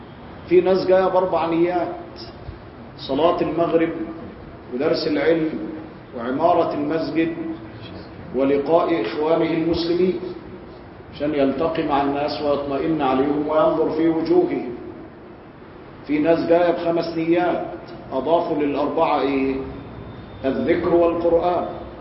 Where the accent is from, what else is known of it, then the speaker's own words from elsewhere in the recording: Egypt; أنا قاصد عندنا في مصر بيقول لك حاجة كويسة